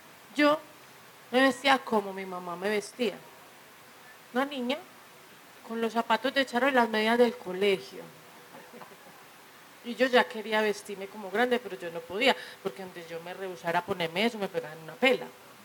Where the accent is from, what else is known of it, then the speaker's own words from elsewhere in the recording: Medellín, Antioquia, Colombia; porque yo me crié en Manrique